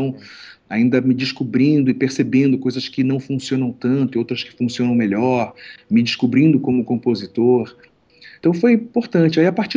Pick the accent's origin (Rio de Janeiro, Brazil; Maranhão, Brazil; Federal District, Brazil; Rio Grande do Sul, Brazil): Rio de Janeiro, Brazil; also born or lived in São Paulo; eu sou do Rio de Janeiro, mas eu morei muito tempo em São Paulo